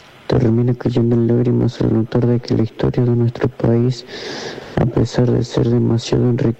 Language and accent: Spanish; Argentina; Soy un joven argentino